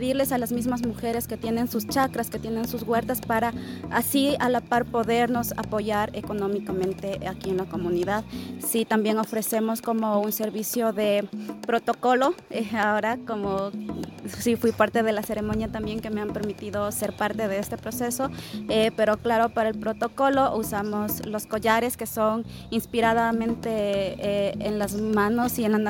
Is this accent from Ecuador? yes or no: yes; Unión Base, Pastaza, Ecuador; yo vengo de una comunidad. Entonces, hasta ahora estoy muy orgullosa de mis raíces, de mi tierra Unión Base, que como lo decía, es una tierra de gente valiente